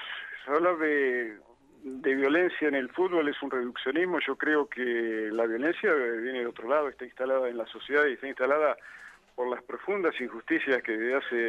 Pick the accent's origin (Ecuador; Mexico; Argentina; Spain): Argentina; Lincoln, Buenos Aires Province; Acá mismo en Lincoln, de donde soy, se padecen todo ese tipo de consecuencias.